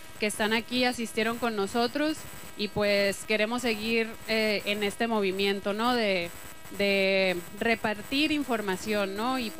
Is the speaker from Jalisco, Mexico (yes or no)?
no; Hermosillo, Sonora, Mexico; vengo de Hermosillo.